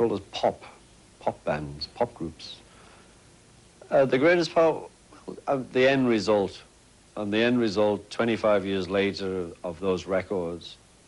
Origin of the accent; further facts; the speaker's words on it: England, United Kingdom; It was just Miami to me, you know, being English, but it's actually Florida now.